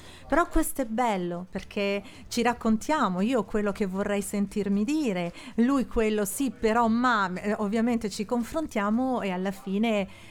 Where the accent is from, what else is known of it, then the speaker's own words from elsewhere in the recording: Florence, Tuscany, Italy; now in Milan, Italy; Io, ahimè, sono di Firenze, ma vivo a Milano.